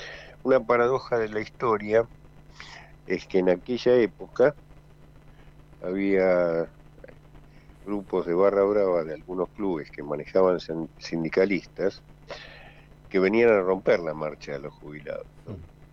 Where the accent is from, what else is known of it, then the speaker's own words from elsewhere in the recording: Argentina; Desgraciadamente luego me enteré de los hechos posteriores, como tantos argentinos, por la televisión.